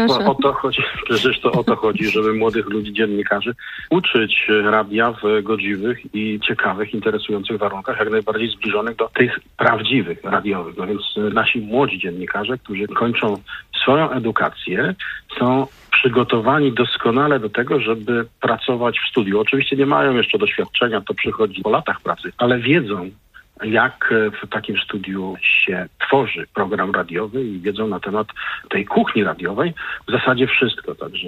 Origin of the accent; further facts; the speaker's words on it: Poznań, Greater Poland Voivodeship, Poland; No, jako ten poznaniak z krwi i kości, nie mogłem nie dać mu szansy na to, żeby zawitał do mojego miasta.